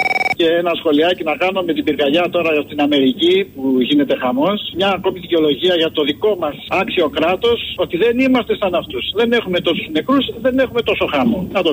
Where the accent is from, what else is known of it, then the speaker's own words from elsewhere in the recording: Heraklion, Crete, Greece; είμαι από την Κρήτη.